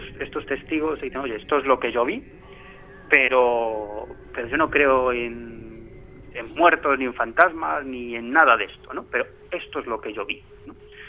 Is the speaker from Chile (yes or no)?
no; Galicia, Spain; Yo soy gallego, por lo tanto, ¿qué voy a decir yo de Galicia?